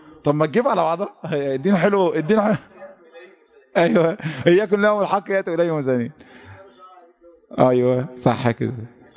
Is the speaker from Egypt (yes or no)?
yes; Egypt; المشهد ده محتاج نفسيات تختلف عن نفسياتنا كمصريين